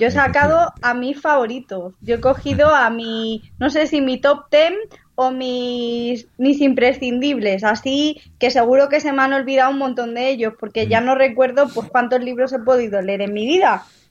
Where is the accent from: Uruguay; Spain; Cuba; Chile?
Spain; Alcalá de Henares, Community of Madrid; Aunque soy de Alcalá y vivo en Alcalá